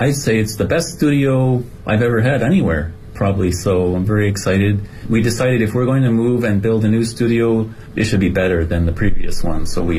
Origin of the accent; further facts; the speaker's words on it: Canada; now in Beijing, China; I'm from Canada, and I was hired to come work with a foreign artist here for a few years from Canada.